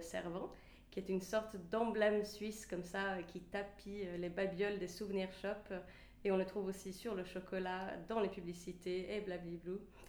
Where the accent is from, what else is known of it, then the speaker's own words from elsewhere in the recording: Sweden; now in Switzerland; je suis suisse, mais originaire de Suède.